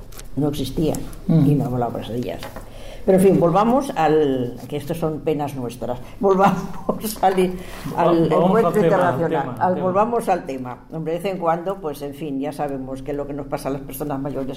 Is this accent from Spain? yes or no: yes; Barcelona, Catalonia, Spain; Yo nací en Barcelona, yo soy catalana, de hecho.